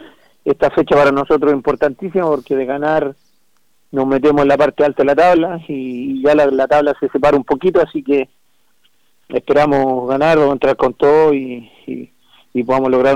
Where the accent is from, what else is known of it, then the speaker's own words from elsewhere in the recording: Peñaflor, Santiago Metropolitan Region, Chile; incluso somos ambos de Peñaflor, así que nos conocíamos mucho